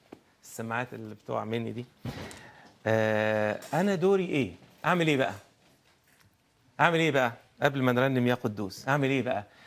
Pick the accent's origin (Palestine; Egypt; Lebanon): Egypt; مش ما اقصدش بس بلدي مصر